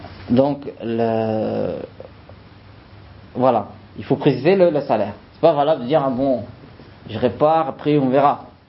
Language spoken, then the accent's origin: French; France; parce que il a vu que je viens de France